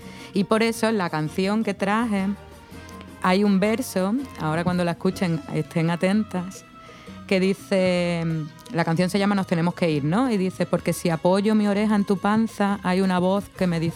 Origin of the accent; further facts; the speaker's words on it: Cádiz, Andalusia, Spain; also born or lived in Cuba; now in Ecuador; yo en España soy de Cádiz, ¿no?, que es el sur de España, que es donde peor se habla el español, o donde mejor, según quien lo diga, ¿no?, pero donde se habla un español un poco bastardo.